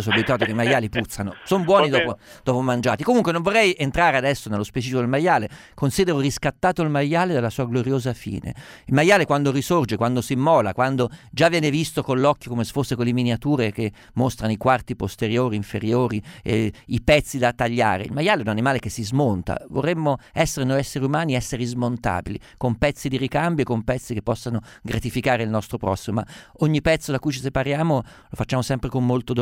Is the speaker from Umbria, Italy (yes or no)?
yes; Umbria, Italy; Sono umbro.